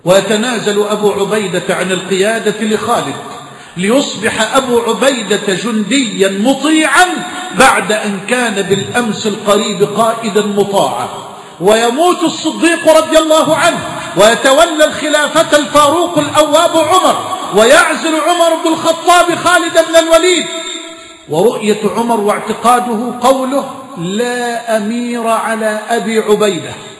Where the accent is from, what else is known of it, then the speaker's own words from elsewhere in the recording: Egypt; بلدنا مصر